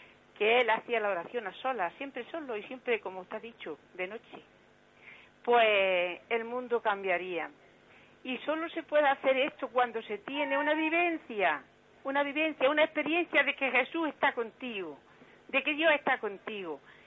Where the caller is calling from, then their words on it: Granada, Andalusia, Spain; Soy una señora de Granada, una seglar.